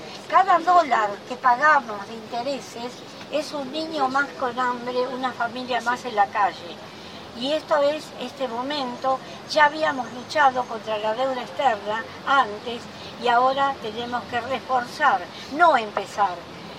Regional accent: Argentina; Somos argentinos, no somos enemigos

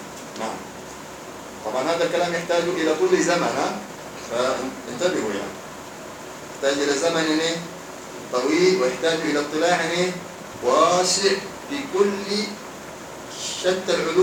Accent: Hadhramaut, Yemen; عندنا في حضرموت

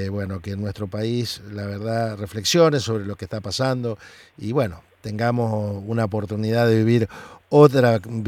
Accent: Santa Fe, Argentina; porque yo que vengo de Santa Fe, de la zona del litoral, ¿cierto?

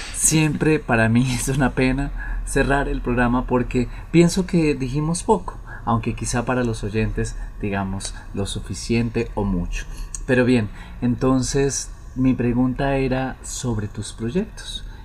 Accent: Colombia; conocieras lo cálidos que somos los colombianos

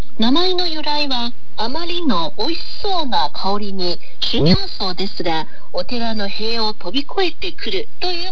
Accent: Fujian, China; 私は福建省の出身ですので今日は福建料理についてお話ししましょう

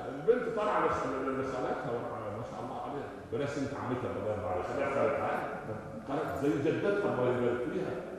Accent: Upper Egypt, Egypt; عندنا في الصعيد يقول لك ام الطفل كذابه

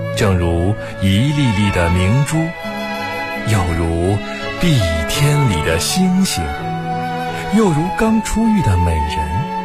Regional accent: Beijing, China; 我来自北京，目前是一家科技公司的职员。

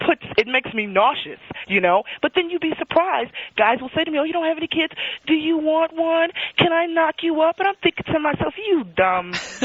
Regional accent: United States; I don't blame you, okay? I'm American.

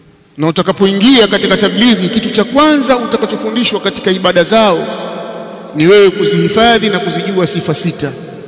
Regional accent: Tanzania; Kwa sababu mweusi, sijatoka Saudia, nimetoka Tanzania.

